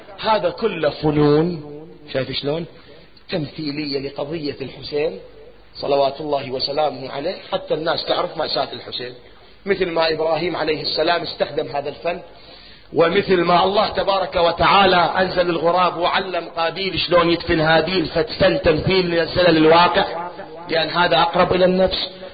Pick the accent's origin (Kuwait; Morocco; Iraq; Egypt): Iraq; قلت لك احنا عندنا بالعراق نار ويحملوها فد مشعل نار